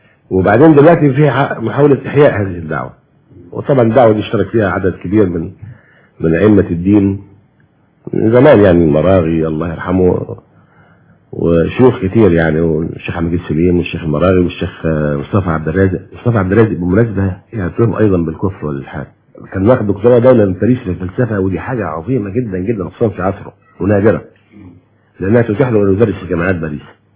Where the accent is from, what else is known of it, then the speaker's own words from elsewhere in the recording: Egypt; وإحنا يا مصريين كل المصريين محبين جدا لآل البيت.